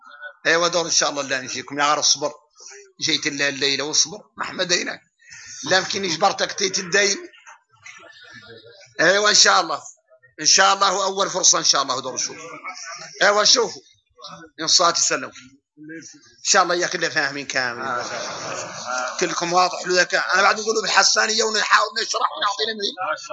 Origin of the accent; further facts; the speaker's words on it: Mauritania; نحن موريتاني